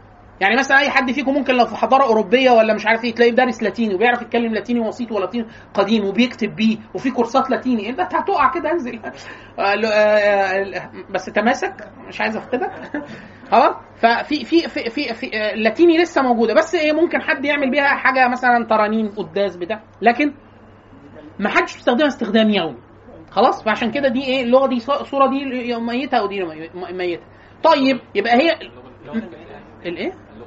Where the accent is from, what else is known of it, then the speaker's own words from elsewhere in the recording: Egypt; accent: close to Cairene; تعمدوا ان يطلعونا كلنا انا واخواتي نتكلم لهجه اقرب للقاهريه